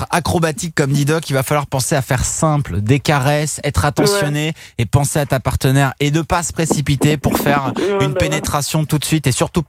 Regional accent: Brittany, France; comme on dit chez moi en Bretagne

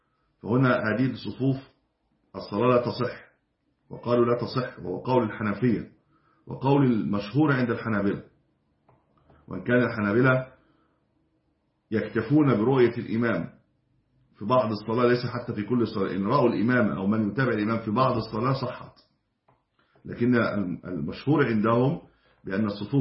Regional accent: Egypt; المساجد القديمة عندنا في مصر كانت في الدور الأعلى

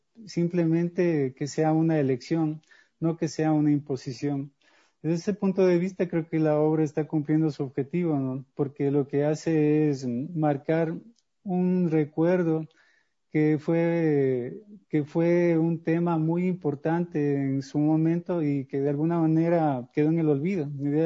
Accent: Ecuador; no sé si sea solo yo como escritor ecuatoriano

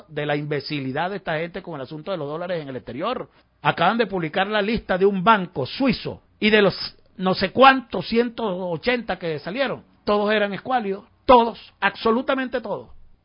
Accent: Venezuela; que somos idiotas los venezolanos

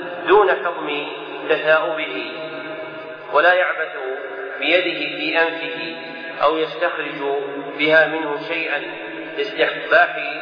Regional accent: Najd, Saudi Arabia; كالمعروف عندنا في نجد بالثوب الردين

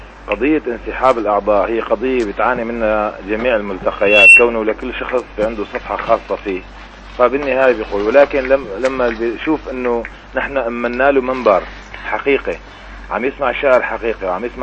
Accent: Syria; أول ما بدأت الحرب الظالمة على بلدنا سوريا

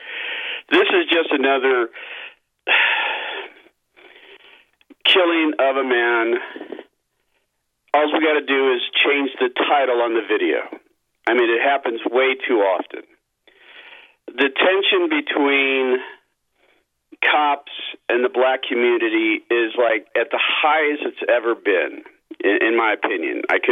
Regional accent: Chicago, Illinois, United States; and I grew up in Chicago. I was born in Chicago and then moved to California. So I've got the best of both worlds

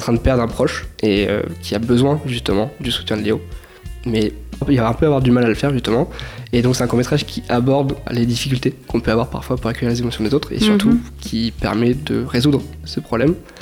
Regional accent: Amboise, Centre-Val de Loire, France; Je viens d'Amboise, justement, là où on enregistre actuellement l'émission.

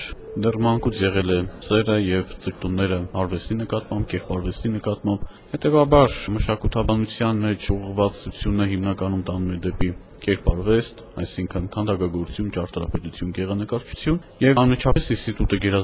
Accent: Vanadzor, Lori, Armenia; ես լոր մարզից եմ, Վանաձորից եմ, հենց տեղային ուսումնասիրություն, չէ, արմատներով արևմտյան Հայաստանից ենք, բայց մեր պապը եկել է Էրզրումից, այնուհետև Ճավաղ, այնուհետև հանգրվանել Վանաձորում

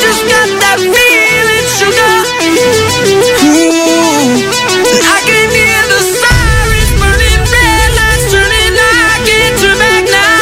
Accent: Mexico; Por volver a adquirir nuestra identidad como mexicanos.

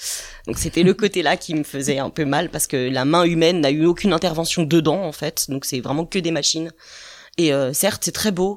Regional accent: Saint-Étienne-lès-Remiremont, Grand Est, France; also born or lived in Paris; Je suis de Saint-Étienne-lès-Miremont à la base. Je suis partie pendant une quinzaine d'années à Paris. Et comme on dit, j'ai fait un retour aux sources. Donc de retour sur Miremont depuis 4 ans.

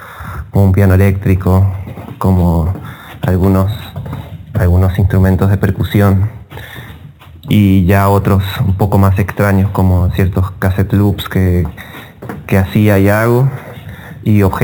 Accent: San Juan, Argentina; also born or lived in Mendoza; Soy de San Juan. Viví 10 años en Mendoza entre el 2005 y 2015.

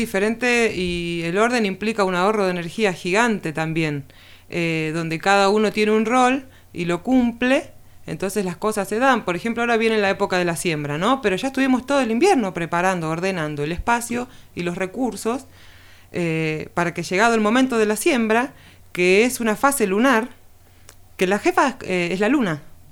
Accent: Buenos Aires, Argentina; born there; now in Villa de las Rosas, Argentina; yo nací en Capital Federal, en Buenos Aires, en el año 2011 me voy a vivir a Tras la Sierra, a Villa de las Rosas

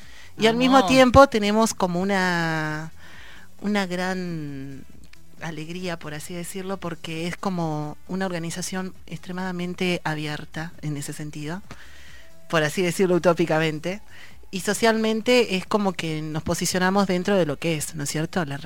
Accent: Ayacucho, Peru; now in La Plata, Argentina; vengo de Ayacucho a una ciudad en el cual mi experiencia dentro de todo es muy mínima

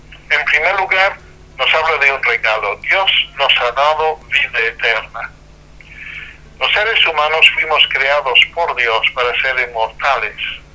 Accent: England, United Kingdom; Spanish is a second language; now in Salamanca, Spain; soy inglés, aunque vivo en Salamanca

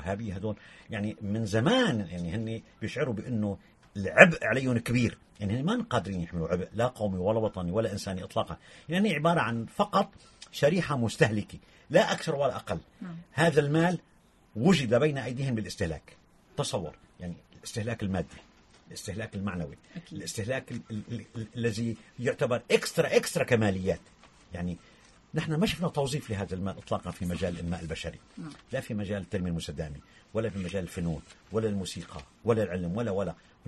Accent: Syria; طيب احنا عندنا بسوريا في معارضه وطنيه

